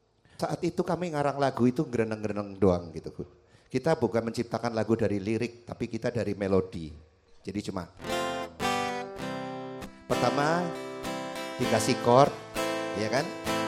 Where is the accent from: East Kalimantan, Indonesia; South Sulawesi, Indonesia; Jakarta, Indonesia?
Jakarta, Indonesia; also born or lived in Magelang; Bapak saya orang Magelang, tapi ibu saya orang Jogja. Magelang kawin sama orang Jogja, menikah dengan orang Jogja. Tapi umur 2 tahun saya sudah diboyong ke Jakarta.